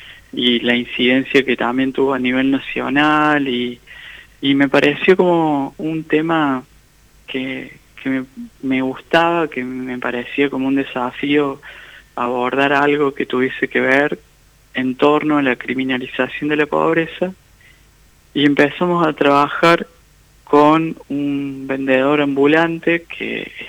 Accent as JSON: {"language": "Spanish", "town": "Jesús María", "region": "Córdoba", "country": "Argentina", "tie": "born or raised there", "also_born_or_lived": "Colonia Caroya", "said": "Nací en Colonia Carolla y en Jesús María transité como la mayoría de mi infancia y adolescencia."}